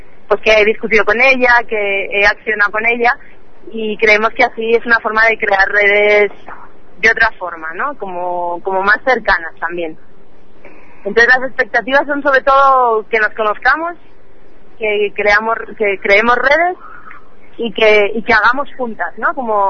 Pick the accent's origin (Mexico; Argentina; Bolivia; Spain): Spain; moved away as an adult; now in Colombia; yo soy del Estado español y vivo en Colombia desde hace 2 años.